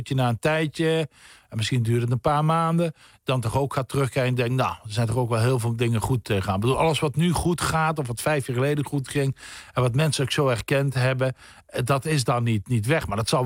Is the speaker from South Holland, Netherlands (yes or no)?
no; Nuth, Limburg, Netherlands; ik kom uit Zuid-Limburg, het Nut, een dorpje bij Heerlen. Er is geen zee of meer in de buurt.